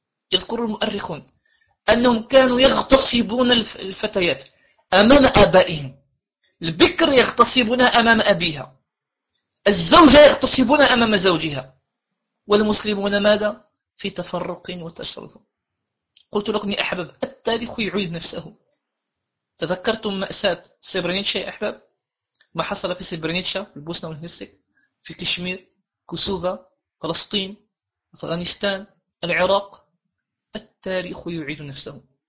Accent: Morocco; أنا كمغربي في بعض الأحيان أحزن

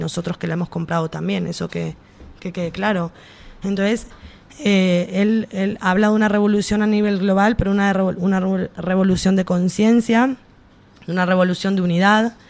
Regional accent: Argentina; Yo soy argentina, América Latina vivió procesos de reestructuración económica

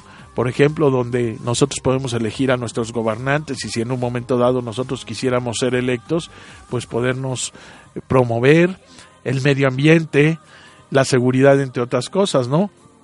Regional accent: Mexico; la forma en que debemos comportarnos nosotros como mexicanos, todos estos ciudadanos mexicanos, todos los que vivimos aquí.

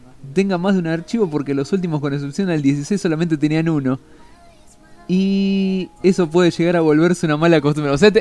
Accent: Argentina; quien no me cree que soy argentino, simplemente porque sé mucho de México

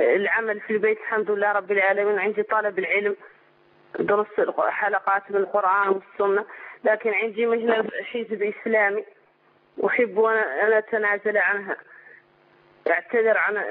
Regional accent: Mauritania; من موريتانيا، اتصلت بك في الأسبوع الماضي.

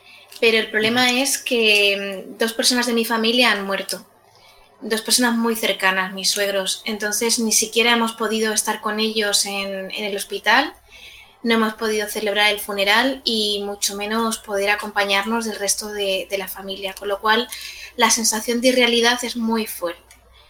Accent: Ballesteros de Calatrava, Castilla-La Mancha, Spain; mi pueblo, Ballesteros de Calatrava, tuvo un primer caso

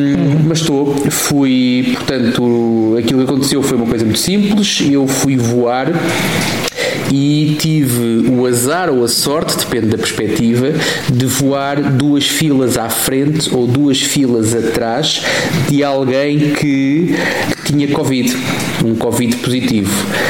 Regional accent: Portugal; nós somos portugueses, caramba, temos o lado positivo das coisas

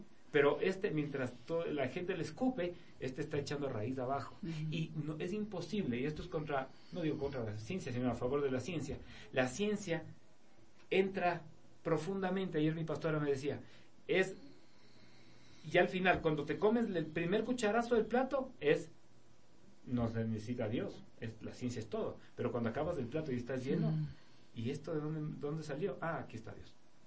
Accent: Quito, Pichincha, Ecuador; Mi esposa se está riendo porque dice que yo soy ario, o yo digo que yo soy ario, pero no, yo como te digo, soy más quiteño que, no sé, que San Juan.

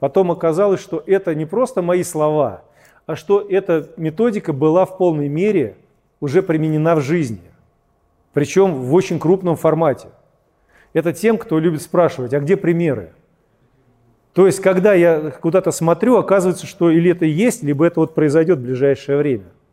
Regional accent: Moscow Oblast, Russia; мой муж, свадьба у нас, и мы сюда переехали, он здесь вот работает. А так вообще-то я из Подмосковья.

